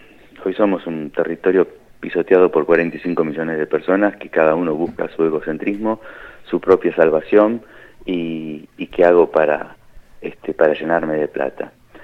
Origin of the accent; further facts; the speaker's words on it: Argentina; entonces somos argentinos, hicimos lo mejor que pudimos